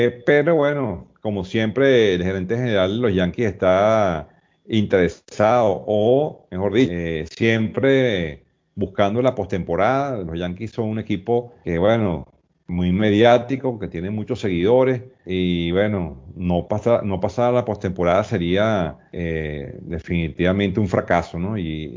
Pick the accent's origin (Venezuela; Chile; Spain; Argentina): Venezuela; para mí como venezolano